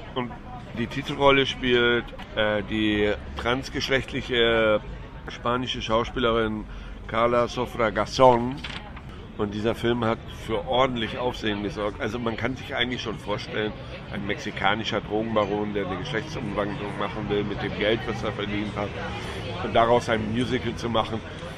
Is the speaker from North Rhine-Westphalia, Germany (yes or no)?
no; Hamburg, Germany; da schließt sich der Kreis, zu meiner Heimatstadt Hamburg